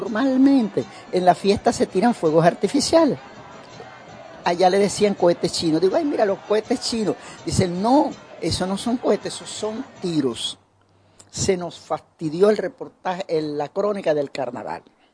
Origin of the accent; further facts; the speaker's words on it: Santiago de Cuba, Cuba; soy de Santiago, allá en Santiago se celebran los carnavales, el día de Santiago Apóstol, 25 de julio. Y todos los años yo iba a mi ciudad natal a pasar los carnavales con mi familia